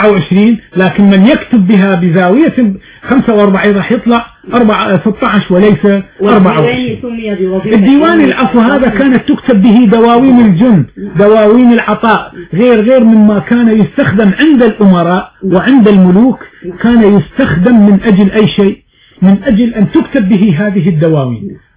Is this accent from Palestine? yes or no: no; Morocco; عندنا في المغرب يقرؤون المقامات والموشحات الدينية